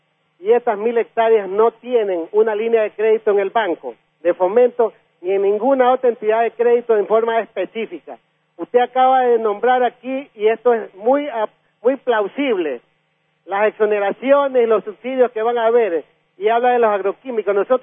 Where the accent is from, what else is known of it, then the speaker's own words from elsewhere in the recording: Vinces, Los Ríos, Ecuador; Yo he sido docente universitario casi 30 años aquí en mi pueblo. Yo soy de Vinces, ingeniero agrónomo